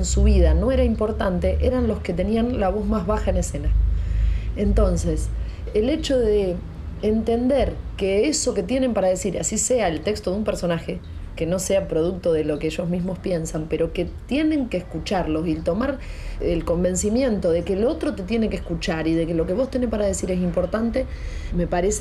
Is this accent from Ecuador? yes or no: no; Pergamino, Buenos Aires Province, Argentina; born there; now in Rosario, Argentina; nací en Pergamino en el año 80, tengo 37 años, no estoy en pareja